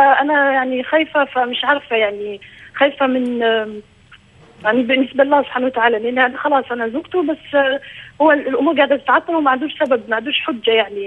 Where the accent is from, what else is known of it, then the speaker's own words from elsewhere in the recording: Algeria; انا اصلي جزائريه متجوزه مع واحد سعودي.